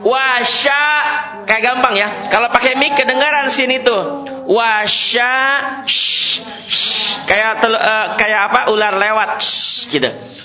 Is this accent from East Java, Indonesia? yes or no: no; West Java, Indonesia; Itu penyakit kita orang Sunda.